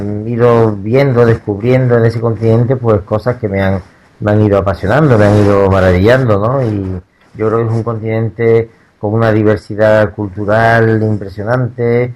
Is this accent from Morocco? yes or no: yes; Tangier, Tanger-Tetouan-Al Hoceima, Morocco; moved away as an adult; also born or lived in Granada; Bueno, yo efectivamente nací en Tánger, viví los 18 primeros años de mi vida ahí y después me fui a estudiar a Granada, pero bueno, mi casa, la casa de mis padres, la casa familiar, digamos, estaba en Tánger